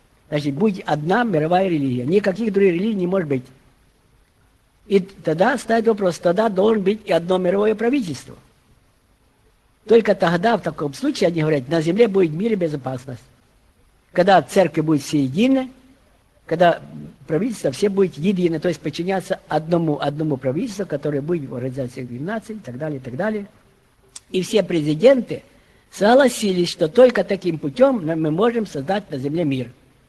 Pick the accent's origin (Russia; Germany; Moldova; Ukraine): Ukraine; я с Украины приехал